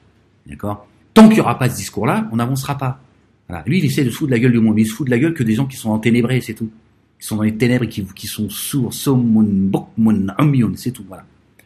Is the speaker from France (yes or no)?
yes; France; Nous sommes français.